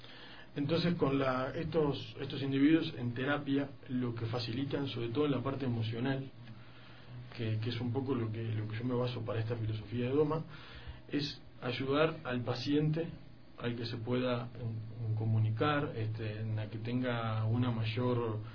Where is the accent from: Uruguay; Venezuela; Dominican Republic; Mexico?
Uruguay